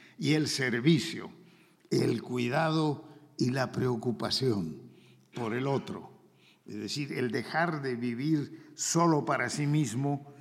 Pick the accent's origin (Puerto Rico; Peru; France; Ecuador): Peru; Yo en el Perú, en mi tierra, hay en la selva como unas 30 comunidades que tienen lenguas